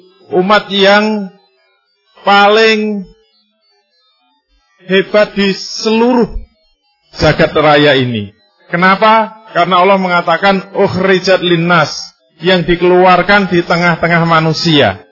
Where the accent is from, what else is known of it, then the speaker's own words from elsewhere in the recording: Indonesia; Kalau kita ditanya, Anda dari mana? Begitu kita menjawab, saya dari Indonesia.